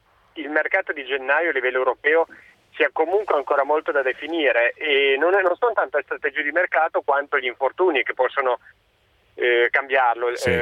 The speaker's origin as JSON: {"language": "Italian", "town": "Turin", "region": "Piedmont", "country": "Italy", "said": "Volevo tornare prima all'argomento, sono di Torino"}